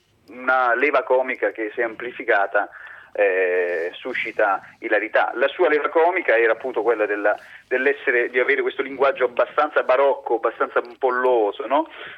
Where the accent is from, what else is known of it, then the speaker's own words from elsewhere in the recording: Apulia, Italy; essendo io pugliese, quindi lo conoscevo